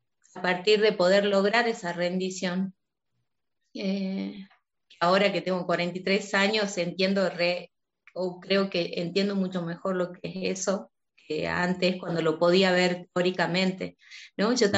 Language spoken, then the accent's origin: Spanish; Salta, Argentina; also born or lived in Tucumán; Yo nací en Salta, en esta provincia. Estudié en otra provincia, en Tucumán. Pensaba radicarme ahí. Una cuestión, también de pareja, una situación difícil me hizo volver a Salta